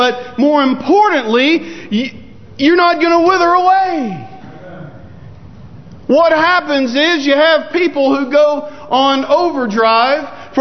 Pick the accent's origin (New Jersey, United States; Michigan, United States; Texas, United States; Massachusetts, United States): Texas, United States; Lake Jackson; also born or lived in Clute; In my hometown of Clute/Lake Jackson, Texas, the Christian bookstore there had to quit taking checks